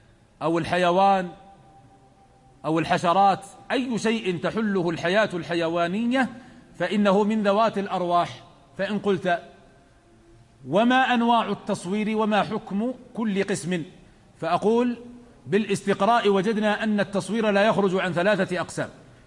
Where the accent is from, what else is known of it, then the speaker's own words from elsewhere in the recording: Najd, Saudi Arabia; وهناك كلمة تقال عندنا في نجد بلعون، ما أدري عندكم هذه ولا لا